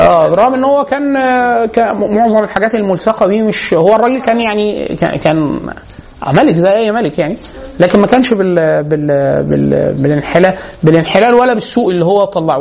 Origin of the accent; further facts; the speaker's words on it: Egypt; عندنا في مصر